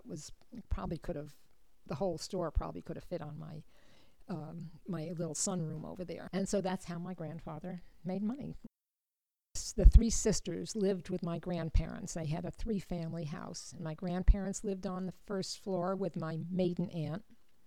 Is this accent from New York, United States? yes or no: yes; New York, United States; I was brought up just outside of Manhattan.